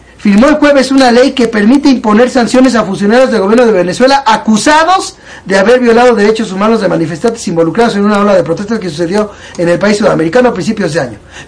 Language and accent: Spanish; Mexico; claro que me duele decirlo porque soy mexicano. Porque mi familia está aquí.